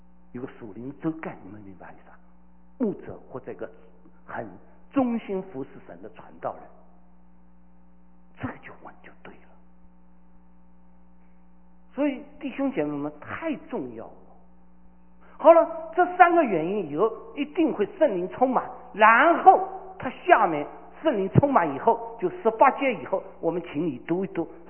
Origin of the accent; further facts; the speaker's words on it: Shanghai, China; 我是个上海人